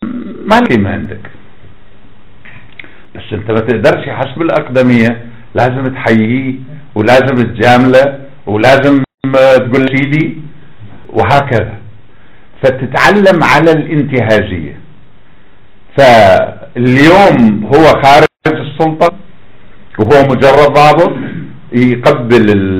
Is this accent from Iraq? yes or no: yes; Iraq; انا ابن العراق.